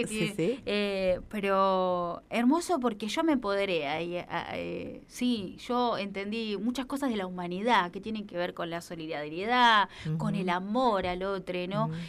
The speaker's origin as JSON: {"language": "Spanish", "town": "Lanús", "region": "Buenos Aires Province", "country": "Argentina", "said": "Bueno, yo soy del conurbano bonaerense de Lanús Oeste, pero siempre trabajé y estudié en Capital."}